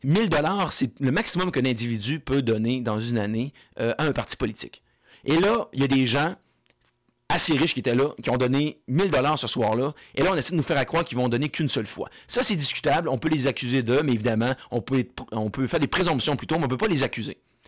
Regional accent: Quebec, Canada; nous, en tant que Québécois, on s'identifie à notre pays

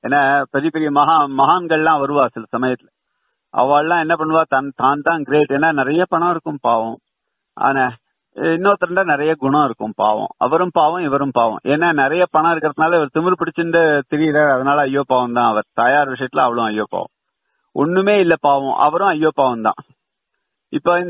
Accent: Tamil Nadu, India; சொந்த ஊர் கிடையாது ஆனா கீழ்நிற்குணம்னு போட்டுக்கிறதுக்கு காரணம் அந்த ஊர்லயே வளர்ந்தேன், அந்த ஊர்ல தான் படிச்சேன், அந்த ஊர்ல தான் இருந்தேன்.

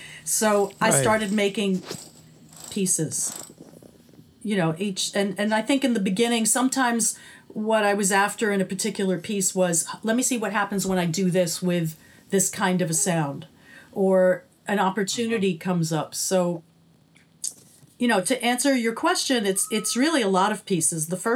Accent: New York, United States; even though I'm a city kid, I grew up in New York

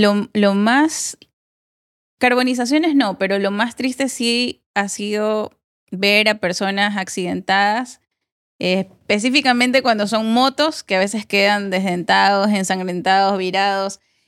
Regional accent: Loja, Ecuador; yo no soy guayaquileña, yo nací en Loja

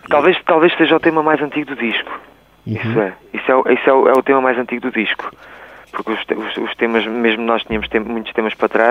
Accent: Vila Real de Santo António, Faro, Portugal; eu e o Mário Sousa somos de Vila Real, que é ali ao lado.

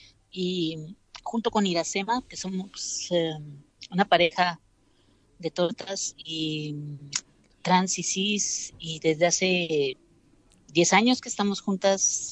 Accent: Guatemala; now in Buenos Aires, Argentina; Somos de Guatemala.

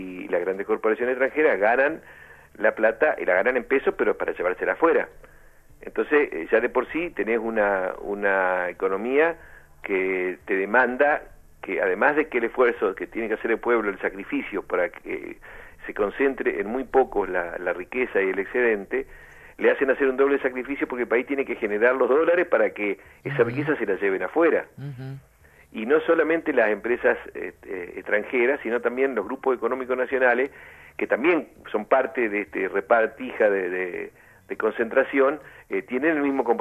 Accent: Argentina; no somos los argentinos los que tomamos las decisiones

